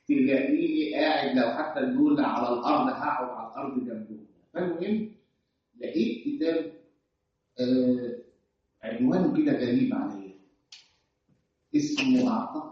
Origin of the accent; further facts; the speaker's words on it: Egypt; ها ينفع انا اخبر كمصري واقول